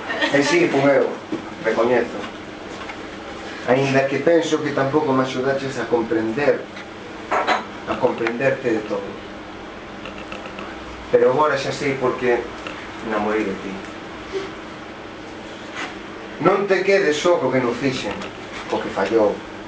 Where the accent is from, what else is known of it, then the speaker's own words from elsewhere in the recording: Vilanova, Galicia, Spain; É curioso, porque eu son de Vilasnova, que é o concello de Vila García da Arousa